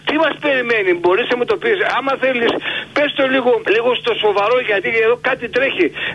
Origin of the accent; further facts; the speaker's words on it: Macedonia, Greece; σαν Μακεδόνας. Σαν ένας άλλος που γεννήθηκε στα χωριά της Πίνδου